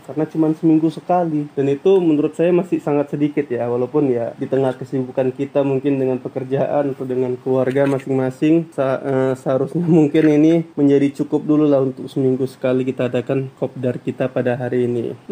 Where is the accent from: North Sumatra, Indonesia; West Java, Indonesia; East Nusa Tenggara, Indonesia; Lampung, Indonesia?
North Sumatra, Indonesia; Medan; bukan nama sebenarnya. Jadi, asal saya dari Medan, Sumatera Utara.